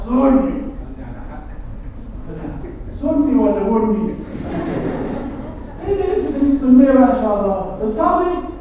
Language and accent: Arabic; Egypt; واحنا كنا مصريين بهذه الصوره